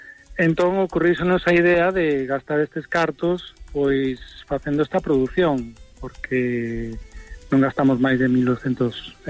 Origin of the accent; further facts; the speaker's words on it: A Coruña, Galicia, Spain; eu son de Coruña